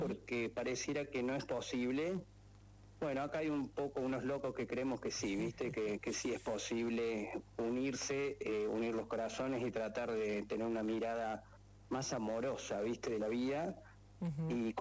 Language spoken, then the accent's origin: Spanish; Córdoba, Argentina; Yo soy cordobés, soy egresado de la Universidad Nacional de Córdoba